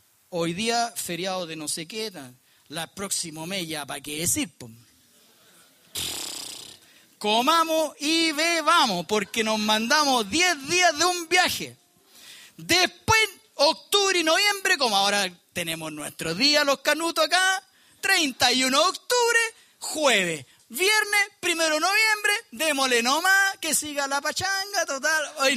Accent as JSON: {"language": "Spanish", "town": "Punta Arenas", "region": "Magallanes", "country": "Chile", "also_born_or_lived": "Tierra del Fuego", "said": "Yo soy de Punta Arena, viví en Tierra del Fuego"}